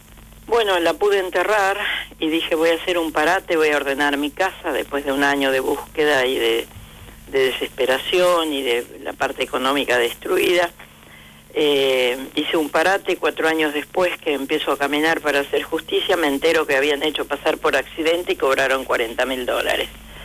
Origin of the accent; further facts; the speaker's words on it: Misiones, Argentina; Yo vengo de la selva de Misiones con apenas una primaria